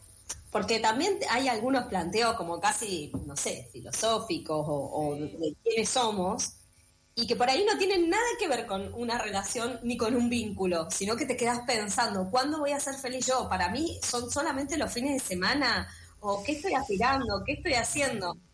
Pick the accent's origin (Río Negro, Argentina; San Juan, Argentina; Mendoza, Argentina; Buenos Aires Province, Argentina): Mendoza, Argentina; now in Buenos Aires, Argentina; yo soy de Mendoza, vivo acá hace como 15 años